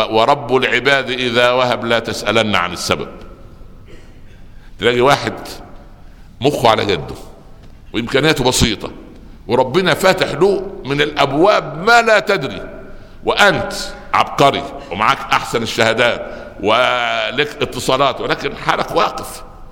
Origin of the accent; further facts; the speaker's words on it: Upper Egypt, Egypt; يعني يقول عندنا في الصعيد مثلا قلبي على ولد فطر وقلب ولدي علي حجر